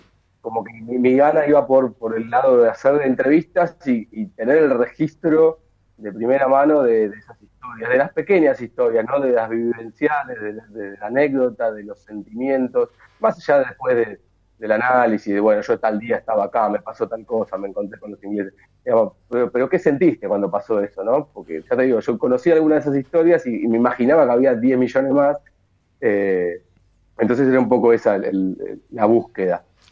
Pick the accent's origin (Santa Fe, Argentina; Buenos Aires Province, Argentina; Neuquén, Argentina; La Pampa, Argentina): Buenos Aires Province, Argentina; Ramos Mejía; now in Buenos Aires, Argentina; Yo soy oriundo de Ramos Mejía, si bien ahora vivo en Capital, en Ciudad de Buenos Aires, soy de Ramos y bueno, tengo un poco el corazoncito ahí.